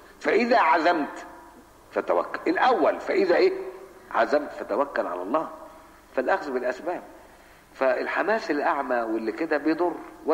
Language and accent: Arabic; Cairo, Cairo Governorate, Egypt; now in Alexandria, Egypt; انا بقى قاهري، انا مش اسكندراني، انا قاهري، انا جيت هنا بحكم العمل، قاهري. ومن طلاب مدرسه اشتهرت بمثل هذه الامور، مدرسه الخديويه الثانويه، وبيتي جنب المركز العام للاخوان المسلمين